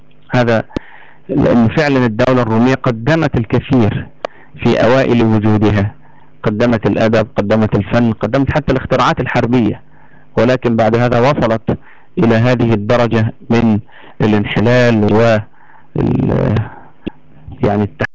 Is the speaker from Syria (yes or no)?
no; Egypt; عندنا في مصر هنا بعد موضوع الثوره